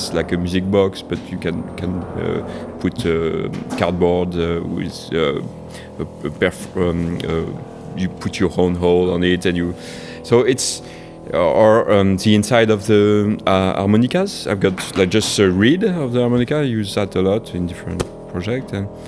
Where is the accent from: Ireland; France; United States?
France; now in Spain; I'm from France too, but I'm living in Spain.